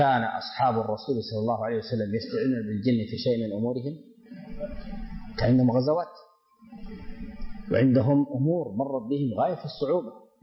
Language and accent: Arabic; Sudan; عندنا في السودان أعرف أشخاصا بأسمائهم أصيبوا بالسحر